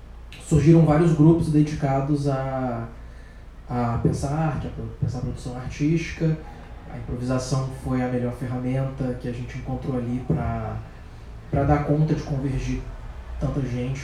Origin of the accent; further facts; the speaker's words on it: Brazil; quando eu nasci, em 95, e ele queria muito que a gente colocasse de alguma maneira a nossa perspectiva enquanto brasileiros